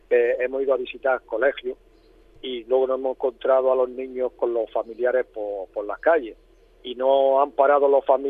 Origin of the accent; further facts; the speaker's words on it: Almería, Andalusia, Spain; los que somos de Almería y conocemos Almería, sabemos que es muy seca.